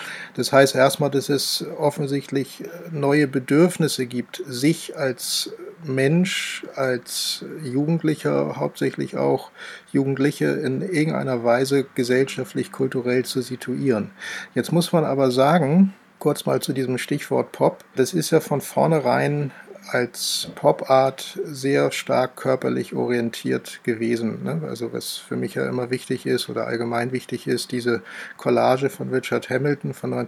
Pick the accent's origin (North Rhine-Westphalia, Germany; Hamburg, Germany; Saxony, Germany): Hamburg, Germany; groß geworden im Stadtrandgebiet von Hamburg in einer Siedlung, Neubausiedlung, Anfang der 70er Jahre gebaut